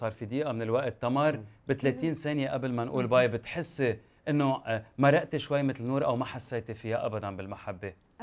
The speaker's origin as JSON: {"language": "Arabic", "country": "Lebanon", "moved": "yes", "lives_now": "Canada", "said": "وقتها تركنا بايام الحرب وسافرت، وتركت بلدي عم ببكي"}